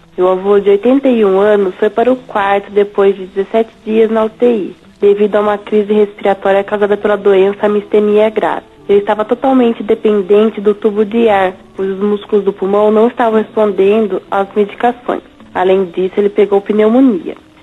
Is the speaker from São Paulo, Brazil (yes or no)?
yes; Limeira, São Paulo, Brazil; sou da cidade de Limeira.